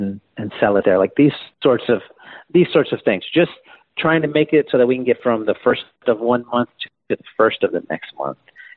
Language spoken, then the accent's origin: English; San Antonio, Texas, United States; We grew up in South San Antonio. It's just like a very bad part of town. Maybe half of the people there graduate high school.